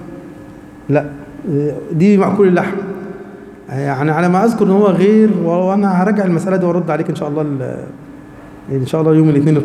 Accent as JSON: {"language": "Arabic", "country": "Egypt", "said": "واحنا كمصريين احنا مستجيبين جدا للموضوع ده"}